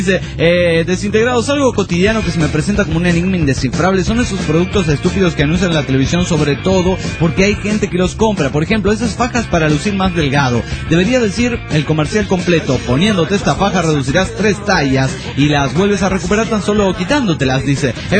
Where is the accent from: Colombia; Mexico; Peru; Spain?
Mexico; Monterrey, Nuevo León; de Monterrey, Nuevo León, México.